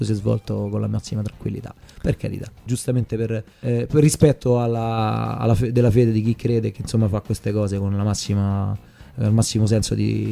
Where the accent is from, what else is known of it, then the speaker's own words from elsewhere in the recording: Marino, Lazio, Italy; un po' come si fa il vino dalle mie parti a Castellino Mani